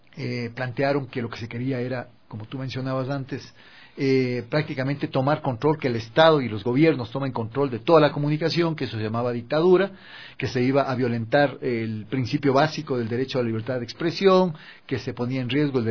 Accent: Ecuador; como ecuatorianos que somos, en la diversidad.

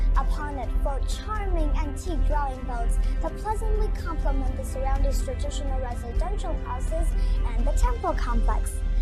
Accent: Nanjing, Jiangsu, China; Welcome to my hometown Nanjing, the capital of Jiangsu Province.

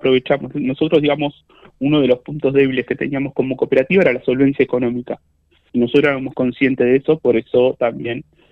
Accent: Tapalqué, Buenos Aires Province, Argentina; Somos todos jóvenes de Tapalqué

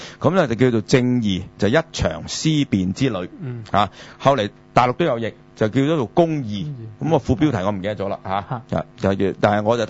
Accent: China; 但係你知我哋中國人咧就好怕單字嘅

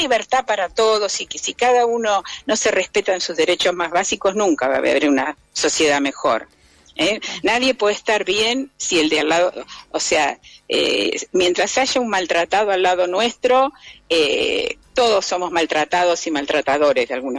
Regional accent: Bahía Blanca, Buenos Aires Province, Argentina; yo soy de Bahía Blanca

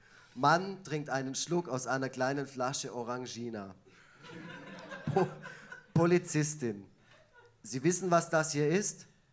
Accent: Effringen, Baden-Württemberg, Germany; ich komme ursprünglich aus dem Kaff neben Neubulach, Effringen.

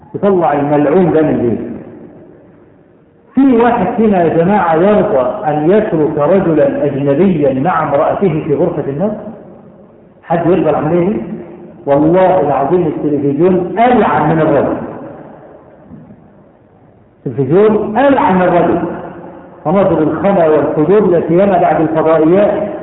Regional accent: Cairo, Cairo Governorate, Egypt; بقى لها كم سنة عندنا في القاهرة والمدن الكبرى

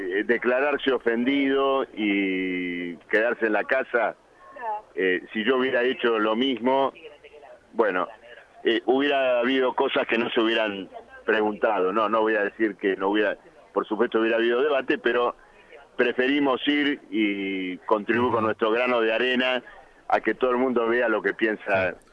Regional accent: Argentina; Bueno, lo digo porque soy de Argentina.

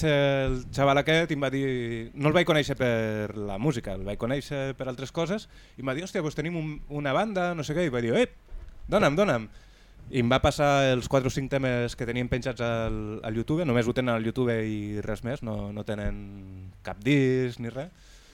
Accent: Catalonia, Spain; És aquesta penya dels … de la meva terreta, de Llimo Llerusa, de les Garrigues.

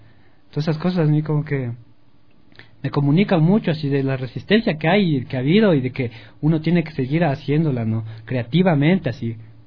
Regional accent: Alangasí, Pichincha, Ecuador; hablando de las fiestas de Inti Raymi de mi pueblo en Alangací.

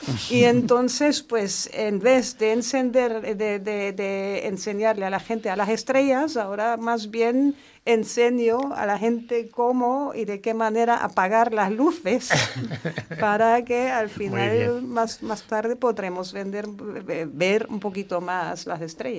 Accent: Germany; Spanish is a second language; siendo alemana que soy, pues yo creo que, no sé, por la forma de educación, tal vez en Alemania no estaba tan consciente del problema que todavía existe

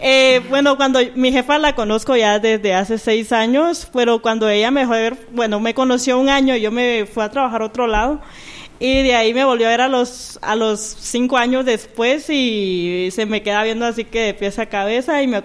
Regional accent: Mazatenango, Suchitepéquez, Guatemala; now in Guatemala City, Guatemala; Yo soy de Mazatenango. De Mazatenango, 6 años llevo ya de estar acá en la capital.

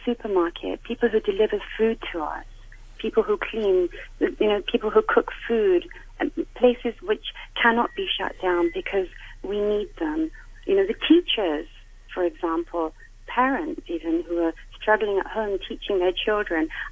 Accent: India; now in Hong Kong; I'm Indian, so I have my people behind me, which is wonderful. I come from the Sikh community

